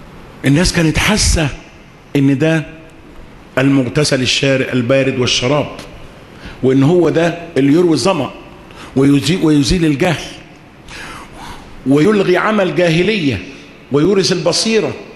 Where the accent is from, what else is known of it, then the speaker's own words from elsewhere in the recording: Egypt; قلت له احنا عندنا في مصر